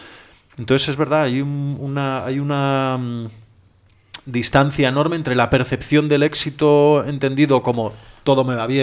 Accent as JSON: {"language": "Spanish", "region": "Galicia", "country": "Spain", "said": "yo además como gallego, imprescindible para entender Galicia y entender la economía gallega"}